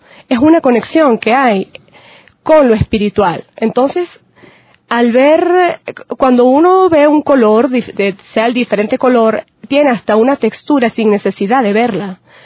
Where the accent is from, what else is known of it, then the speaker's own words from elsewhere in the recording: Andes, Venezuela; nosotros también como venezolanos, andinos, ¿verdad?